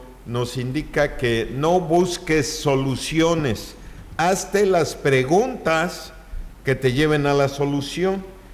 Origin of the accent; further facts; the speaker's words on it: Yucatán, Mexico; Es que soy yucateco, maestro.